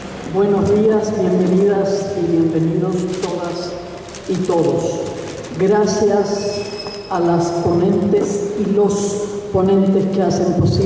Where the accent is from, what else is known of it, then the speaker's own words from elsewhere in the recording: Chile; yo como chilena